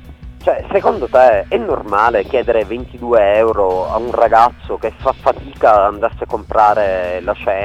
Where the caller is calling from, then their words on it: Syracuse, Sicily, Italy; Allora, sinceramente, intanto vi sto parlando da Siracusa, in Sicilia, no?